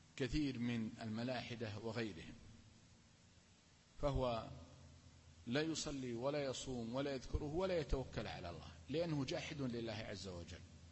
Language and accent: Arabic; Al-Qassim, Saudi Arabia; حدثني بها عالم من العلماء عندنا في القصيم